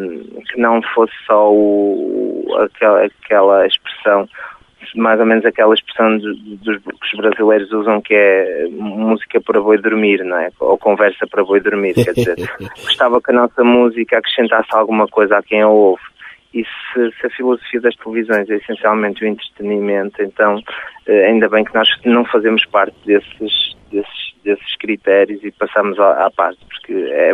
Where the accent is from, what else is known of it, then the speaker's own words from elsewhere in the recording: Portugal; nós acedemos porque somos portugueses